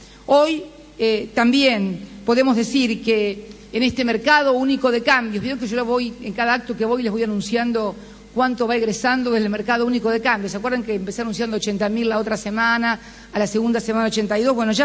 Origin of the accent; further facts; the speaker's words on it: Argentina; lo digo también con mucho dolor como argentina